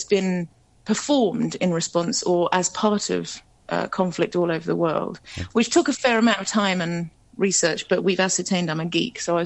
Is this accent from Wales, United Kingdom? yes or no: no; Coventry, West Midlands, United Kingdom; and I'm from Coventry.